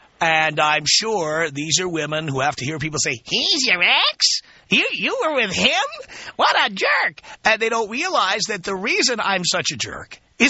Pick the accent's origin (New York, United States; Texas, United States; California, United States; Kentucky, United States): New York, United States; also born or lived in Miami / Phoenix / Boston; No, dear, no. I'm from New York originally. I lived in Miami. I lived in Phoenix. I lived in Boston.